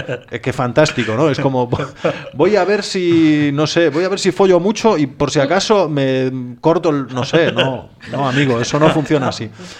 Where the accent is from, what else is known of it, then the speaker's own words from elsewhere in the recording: Galicia, Spain; yo además como gallego, imprescindible para entender Galicia y entender la economía gallega